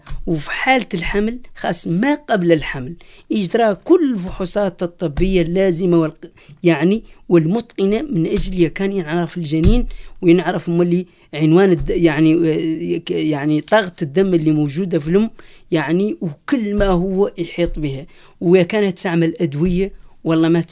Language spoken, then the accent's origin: Arabic; Western Sahara; احنا مجتمع صحراوي في مخيمات اللاجئين